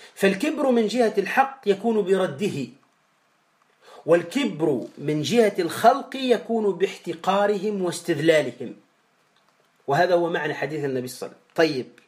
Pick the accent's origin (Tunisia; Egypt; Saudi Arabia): Tunisia; كما نقول عندنا في تونس الفقر والعنترة